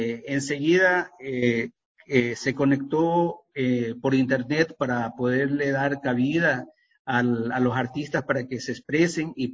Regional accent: Ecuador; Entonces yo le decía, pues vengo del Ecuador.

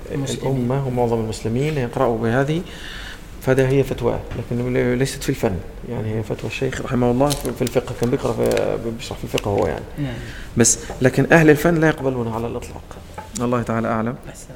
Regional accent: Egypt; عندنا في مصر الضاء تنطق ظاء لا نخرج فيها اللسان

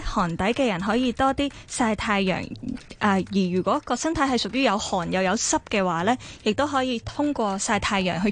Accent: Hong Kong; 因為我哋喺廣東地帶嶺南嘅呢一邊

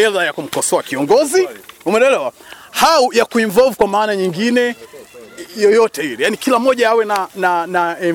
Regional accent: Tanga, Tanga Region, Tanzania; Jamani, sisi wote ni wa Tanzania. Mimi natoka Tanga

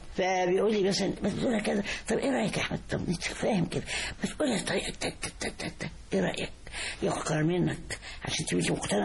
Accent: Egypt; أنا كنت 62 في المجر كنت شرقية وكنت بقول لهم أنا مصري

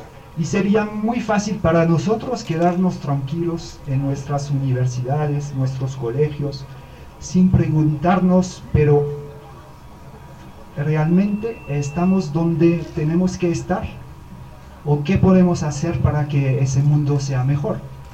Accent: France; now in Colombia; yo soy un jesuita francés, no soy de acá, llevo un poco más de un año en ese lindo país de Colombia y vivo en este barrio de Mariscal Sucre, en mi comunidad de los jesuitas, aquí muy cerca.

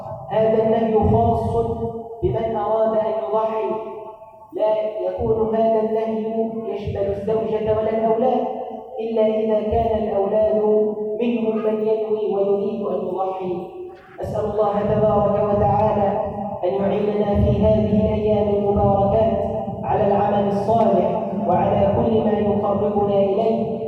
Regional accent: Egypt; اللهم اجعل بلدنا مصر أمانا سخاء رخاء وسائر بلاد

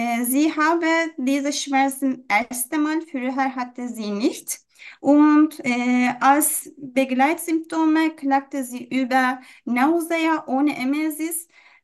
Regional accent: Turkey; German is a second language; now in Germany; Ja, ich komme aus der Türkei. Ich bin 27 Jahre alt.

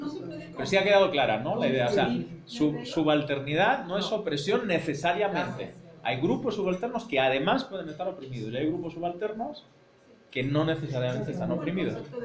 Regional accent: Spain; accent: Spanish; now in Mexico; Te digo que yo, en México, pues partí con una ventaja, que es mi acento. Porque es muy fácil de ver, el acento español en México tiene, aunque sea incomprensible, tiene prestigio social

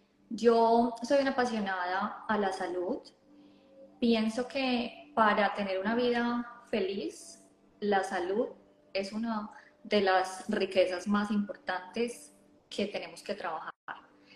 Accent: Colombia; now in Australia; yo soy de Colombia y vivo en Australia, y llegué hace 9 años exactamente.

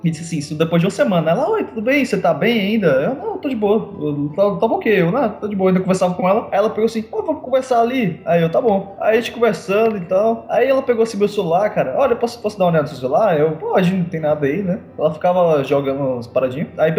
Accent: Southeast, Brazil; Eu? Como assim? Eu vivi lá a minha infância inteira e eu sou de lá, eu nasci lá, eu sou doido.

